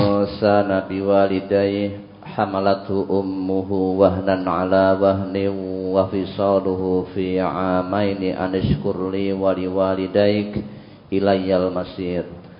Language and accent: Indonesian; South Sumatra, Indonesia; Sumatera Selatan.